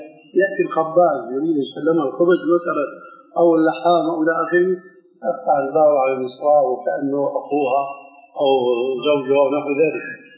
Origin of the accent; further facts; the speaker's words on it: Syria; كما يقولون عندنا بالشام